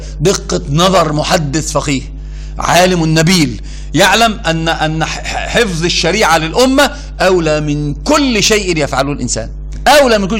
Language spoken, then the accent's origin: Arabic; Upper Egypt, Egypt; أنا صعيدي، عارف يعني إيش صعيدي؟